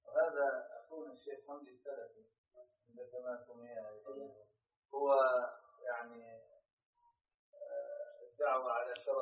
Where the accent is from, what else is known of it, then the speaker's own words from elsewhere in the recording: Ghana; من غانا طلاب العلم في الجامعة الأردنية